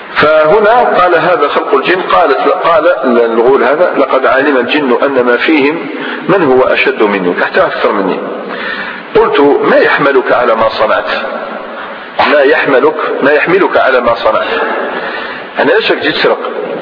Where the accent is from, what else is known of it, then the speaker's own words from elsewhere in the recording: Algeria; أنا جزائري عادي.